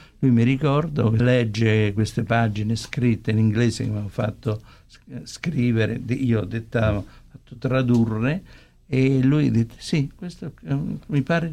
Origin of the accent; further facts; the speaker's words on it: Rome, Lazio, Italy; perché io sono cresciuto a Cinecittà